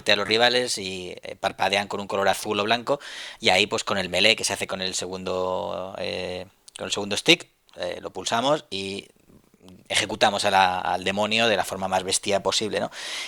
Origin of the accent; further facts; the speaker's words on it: Spain; Soy el único español que ha tenido esta distinción